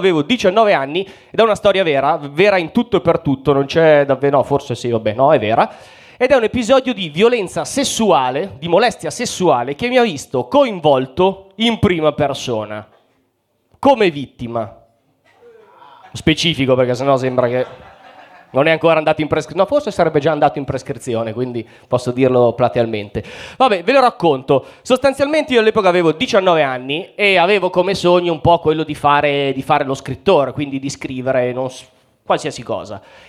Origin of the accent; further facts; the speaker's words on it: Mantua, Lombardy, Italy; io vengo da Mantova. Chi conosce Mantova?